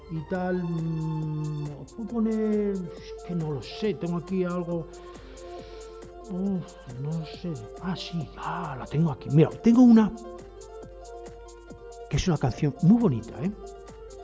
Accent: Spain; yo soy español por los cuatro costados y huelo a español, de verdad que lo huelo, vamos, que huelo yo a español, que estoy seguro que huelo a español, que no huelo a extranjero.

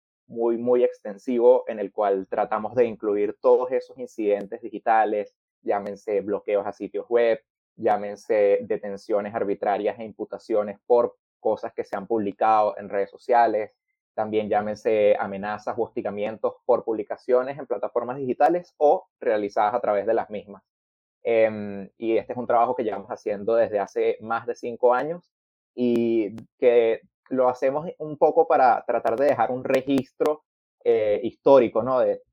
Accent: Caracas, Capital District, Venezuela; yo soy de Caracas, Venezuela.

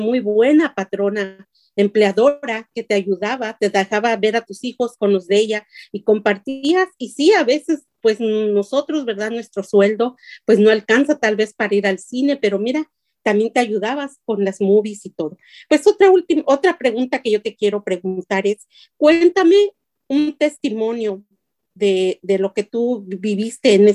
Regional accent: Puebla, Mexico; Igual somos paisanas. Yo también soy de la ciudad de Puebla.

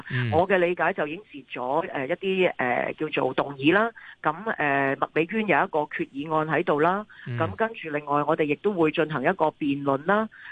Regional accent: Hong Kong; 我哋香港人

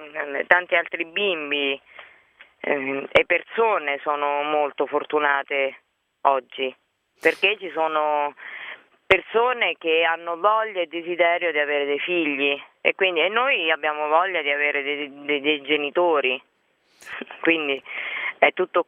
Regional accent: Lanciano, Abruzzo, Italy; born or raised there; also born or lived in L'Aquila

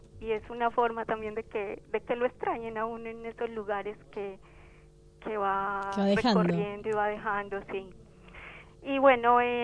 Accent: Betania, Antioquia, Colombia; now in La Reja, Argentina; Yo soy de Betania, Antioquia, o sea, Colombia.

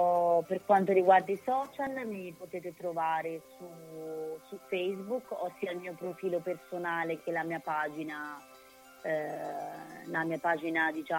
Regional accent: Pollenza, Marche, Italy; poi ci siamo spostati verso le mie parti, abbiamo fatto delle scene a casa mia, altre scene nei vicoletti di Pollenza

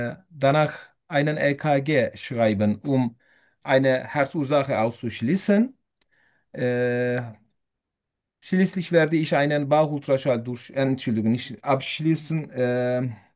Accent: Turkey; German is a second language; moved away as an adult; now in Germany; Ich komme aus der Türkei. Ich bin 41 Jahre alt. Lebe seit etwas mehr 2,5 Jahren in Deutschland.

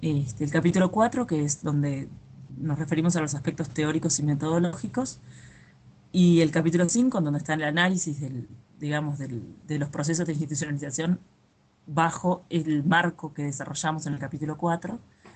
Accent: Uruguay; soy de Uruguay y soy profesora de matemática

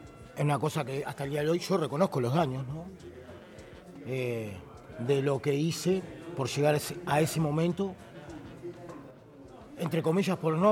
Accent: San José, Uruguay; Yo soy de San José, venía a trabajar a Montevideo, hacía 200 kilómetros todos los días para trabajar.

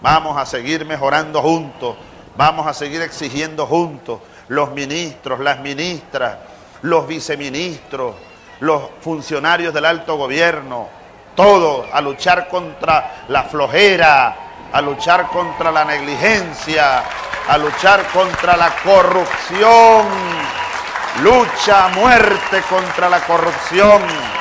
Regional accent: Venezuela; como hermanos, como compatriotas venezolanos

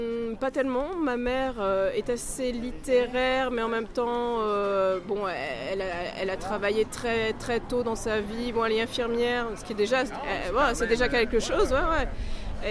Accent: Antony, Île-de-France, France; also born or lived in Paris; ma mère a accouché dans un hôpital parisien. J'ai vécu jusqu'à l'adolescence dans une ville qui s'appelle Antony, qui est surtout célèbre pour son aéroport

